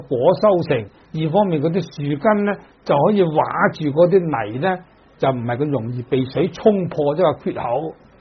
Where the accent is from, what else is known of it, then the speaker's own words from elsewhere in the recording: Dongguan, Guangdong, China; 咁尤其是我哋鄉下東莞咧，就可以講魚塘咧，處處有嘅。